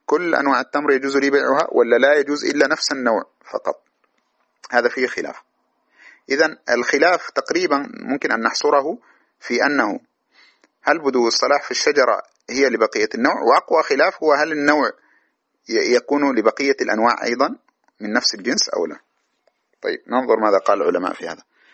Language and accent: Arabic; Sudan; وعندنا في السودان مثلا بركاوي والقنديلة والتمودة وهذه الأشياء